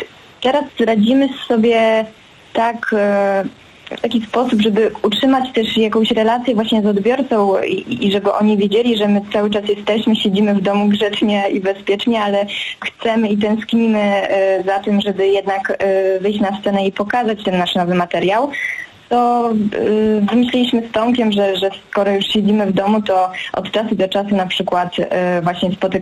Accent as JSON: {"language": "Polish", "town": "Włodawa", "region": "Lublin Voivodeship", "country": "Poland", "tie": "born there", "said": "No, ja wzięłam się z Włodawy, urodziłam się w takiej małej miejscowości w województwie lubelskim, we Włodawie."}